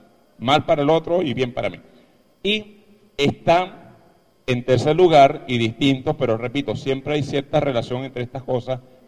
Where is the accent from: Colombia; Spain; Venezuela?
Venezuela; Aroa, Yaracuy; Yo soy de Yaracuy. Yo soy de Aroa. Aroa en Yaracuy.